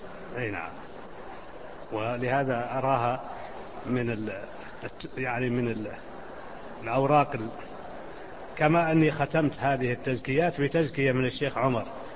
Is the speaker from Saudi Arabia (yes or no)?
yes; Najd, Saudi Arabia; فيقولون هذا طويق، جبل عندنا في نجد